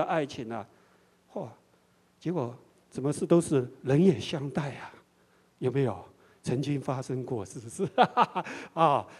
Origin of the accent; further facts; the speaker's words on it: China; 比我们中国人还要隆重一点